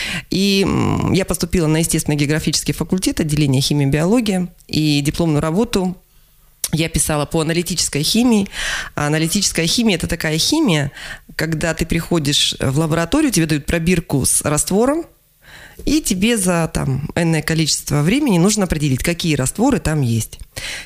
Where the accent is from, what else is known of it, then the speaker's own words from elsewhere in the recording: Zyryanovsk, East Kazakhstan Region, Kazakhstan; moved away as an adult; also born or lived in Ust-Kamenogorsk; now in Krasnoyarsk, Russia; Я приехала из Восточного Казахстана. То есть я родилась в городе Зыряновске, училась в городе Усть-Каменогорске.